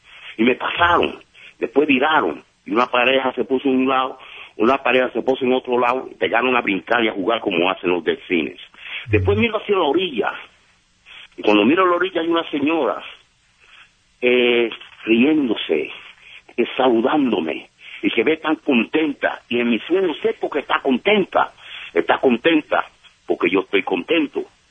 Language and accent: Spanish; Puerto Rico; also born or lived in Brooklyn, New York; Pues yo nací en Brooklyn, Nueva York, pero me crié en la isla de Puerto Rico.